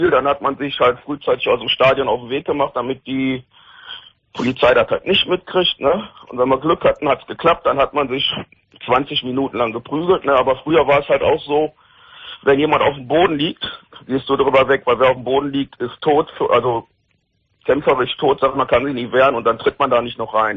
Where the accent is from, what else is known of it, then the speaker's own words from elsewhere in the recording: Rhineland, Germany; Also bei uns im Rheinland sagt man, das ist ein Schwadlapp.